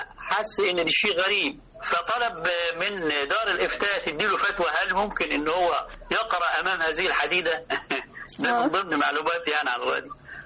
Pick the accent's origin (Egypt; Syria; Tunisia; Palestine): Egypt; Upper Egypt; عندنا في الصعيد لما بيحصل خسوف للقمر بسميه القمر مخنوق